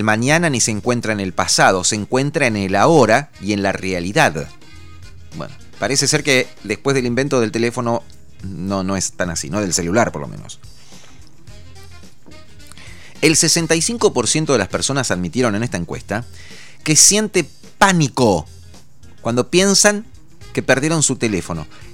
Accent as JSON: {"language": "Spanish", "country": "Argentina", "said": "Porque soy argentino y hablo en español."}